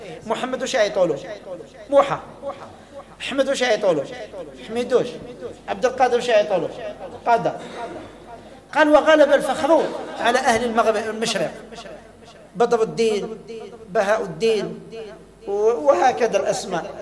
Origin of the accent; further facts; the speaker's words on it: Algeria; كنا بين 16، احنا كنا جزائريين